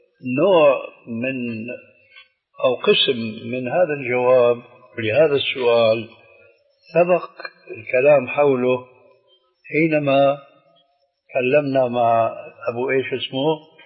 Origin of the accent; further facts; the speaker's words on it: Syria; لانه عندنا بسوريا بيقولوا العين مغرفه الكلام